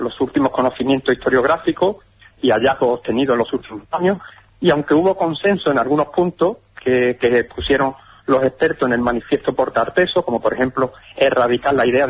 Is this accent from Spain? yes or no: yes; Huelva, Andalusia, Spain; now in Orihuela Costa, Spain; Bueno, yo estoy actualmente en Orihuela Costa, en Alicante, pero sí, he vivido habitualmente en Huelva, soy de Huelva